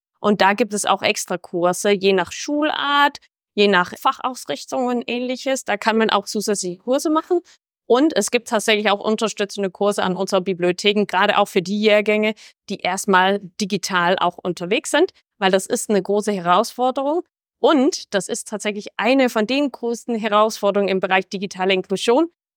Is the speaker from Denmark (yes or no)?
yes; Denmark; Ich bin Dänin, deswegen ergänzen wir uns so gut.